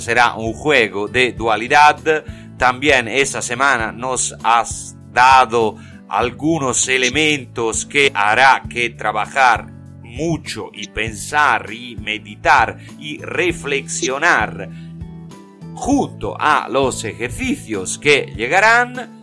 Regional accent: Italy; Spanish is a second language; Cuando a un americano le digo que soy italiano

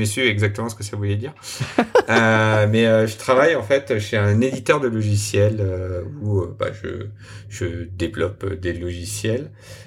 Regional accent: France; C'était donc pour replacer un peu, donc début janvier, Wordle commençait à arriver chez nous en France.

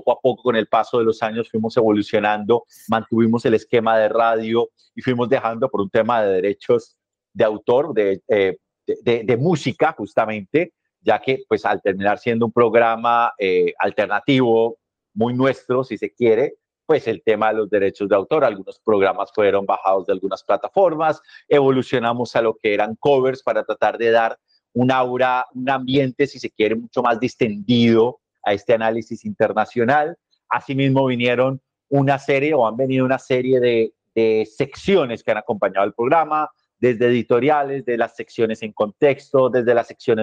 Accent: Bogotá, Bogotá D.C., Colombia; now in Thailand; Luego estuve en Bogotá, de donde soy original. Luego ha estado esta transmisión también desde Tailandia, donde me encuentro en este momento.

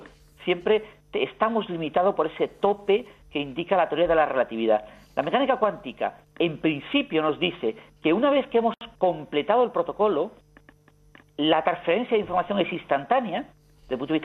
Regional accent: Spain; yo creo que como español debemos estar orgullosos

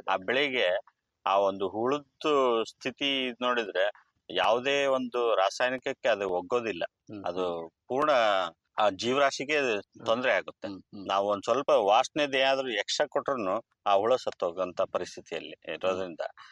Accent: Malvi, Karnataka, India; ನಾನು ಚಿಕ್ಕವರಿಂದ ಇಲ್ಲೇ ಹಳ್ಳಿಯಲ್ಲೇ ಬೆಳೆದಿದ್ದೀನಿ. ನಮ್ಮೂರು ಬಂದು ಅಗರಮಳ್ಳಿ ತಾಲೂಕು ಮಾಲ್ವಿ, ವಿಜಯನಗರ ಜಿಲ್ಲೆ ವ್ಯಾಪ್ತಿಯಲ್ಲಿ ಬರುತ್ತೆ. ಚಿಕ್ಕವರಿಂದಲೂ ನಮ್ಮ ತಂದೆ ಅವ್ರ ತಂದೆ ಕಾಲದಿಂದಲೂ ನಾವು ರೈತರು.

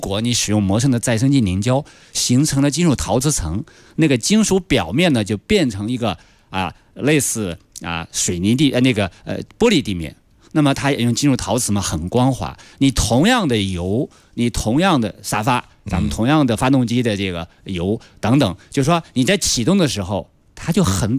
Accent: Inner Mongolia, China; 比方到内蒙我的家乡可能30度

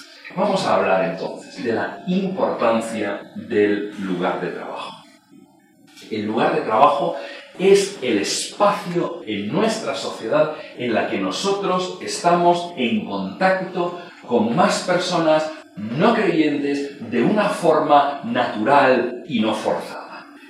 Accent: Premià de Mar, Catalonia, Spain; Cuando yo paso por la autopista en Premia, mi pueblo queda debajo.

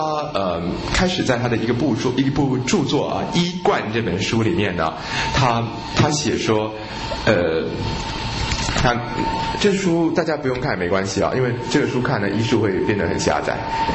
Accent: China; 我们中国的中医都会说

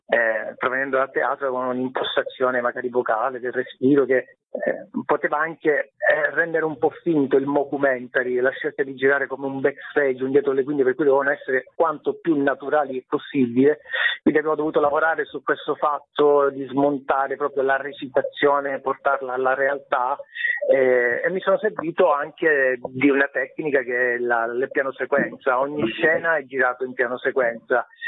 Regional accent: Sicily, Italy; io sono siciliano della provincia di Catania, ed è ambientata nella mia terra che io amo tantissimo

